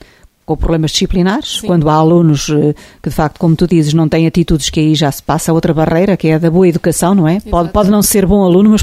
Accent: Portugal; a todos nós, que somos portugueses e estamos aqui paredes meias com a Espanha

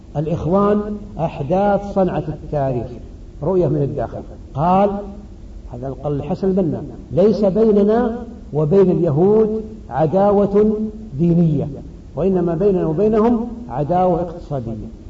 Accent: Saudi Arabia; فالمعروف أن بلدي السعودية وأظنكم كذلك إن شاء الله

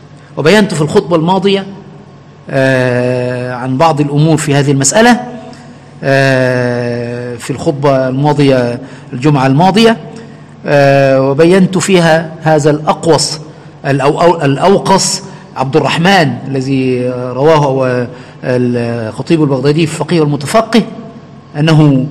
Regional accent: Egypt; عندنا في مصر وفي غالب الدول يعني

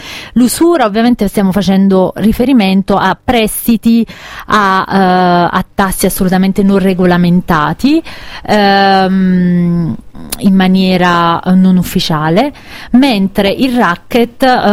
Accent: Caserta, Campania, Italy; la mia terra, quindi a Caserta, alla Campania

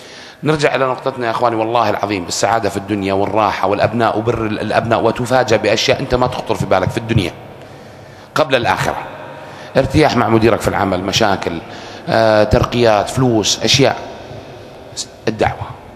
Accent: Saudi Arabia; أنا سعودي مسلم

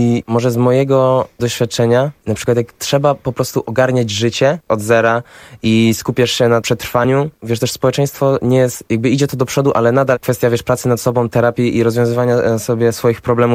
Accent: Silesian Voivodeship, Poland; chociaż sam jestem ze Śląska, więc jakoś bardziej w tym tkwiłem niż w tym warszawskim.

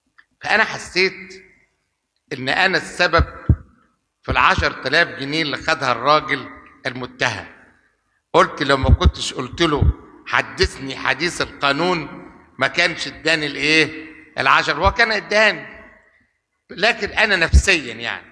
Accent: Shubra, Cairo Governorate, Egypt; وأنا أصلا ابن شبرا وابن الساحل

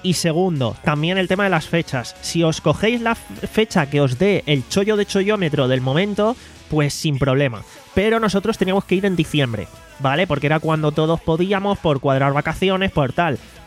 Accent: Alicante, Valencian Community, Spain; somos de Alicante, de aquí no hay vuelo directo ni muchísimo menos, entonces tenemos que salir desde Madrid

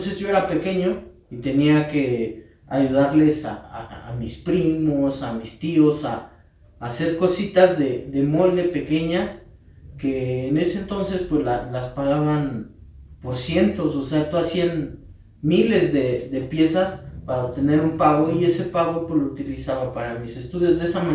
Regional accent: Metepec, State of Mexico, Mexico; Soy maestro artesano de Metepec, Estado de México.

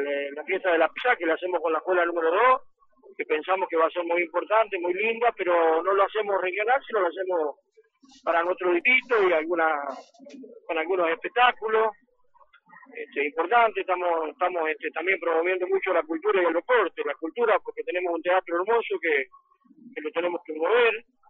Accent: Roque Pérez, Buenos Aires Province, Argentina; lucho para que mi pueblo esté en los mejores pueblos de la provincia de Buenos Aires

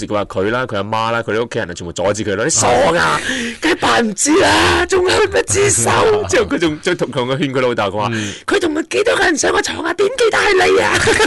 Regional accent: China; 啊，我哋中国人系好有趣嘅一个民族嚟嘅

